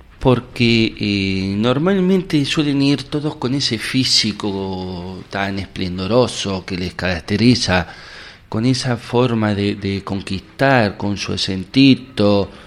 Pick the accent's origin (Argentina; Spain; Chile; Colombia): Argentina; los argentinos somos así, no somos mala gente.